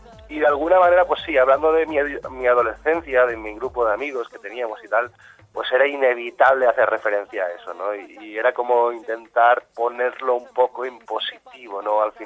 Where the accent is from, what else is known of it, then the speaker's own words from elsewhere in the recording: Valencia, Valencian Community, Spain; mi adolescencia, sobre todo en Valencia, está muy marcada por la música Bacalao.